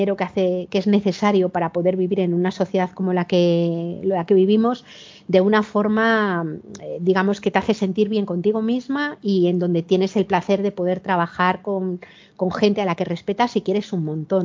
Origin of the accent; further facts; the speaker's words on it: Madrid, Community of Madrid, Spain; now in Cantabria, Spain; yo cuando ahora vivo en un pueblo de Cantabria, pero he vivido la mayor parte de mi vida en Madrid, que es de donde soy